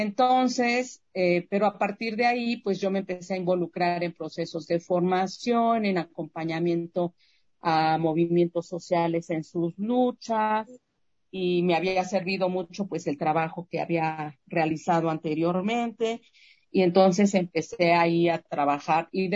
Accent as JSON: {"language": "Spanish", "town": "Ciudad Nezahualcóyotl", "region": "State of Mexico", "country": "Mexico", "tie": "born there", "said": "Yo nací en Ciudad Nezahualcóyotl y ahí se hizo una unión de colonos."}